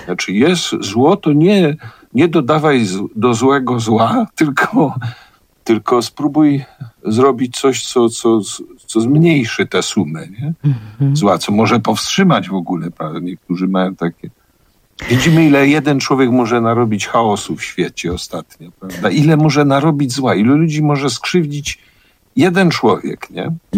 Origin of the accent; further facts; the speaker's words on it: Kraków, Lesser Poland, Poland; My jesteśmy z Krakowa, to jest miasto zbudowane trochę na melancholii